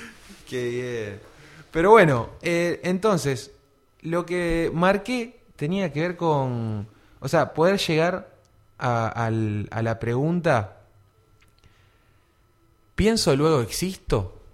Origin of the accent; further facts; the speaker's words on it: Argentina; Pero nosotros, como argentinos, por ejemplo